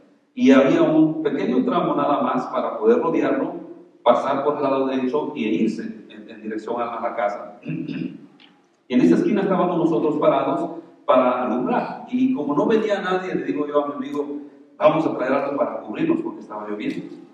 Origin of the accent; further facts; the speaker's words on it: San Lucas Tolimán, Sololá, Guatemala; Hay un lago, mi pueblo está alrededor del lago, y alrededor de ese lago hay un montón de pueblos que muchos de ellos tienen los nombres de los 12 apóstoles, precisamente.